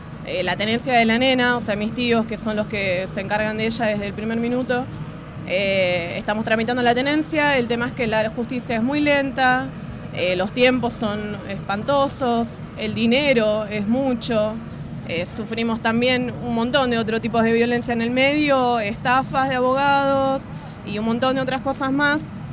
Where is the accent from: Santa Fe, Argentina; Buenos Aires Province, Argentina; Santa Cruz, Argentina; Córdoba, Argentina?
Buenos Aires Province, Argentina; Lanús; soy de Lanús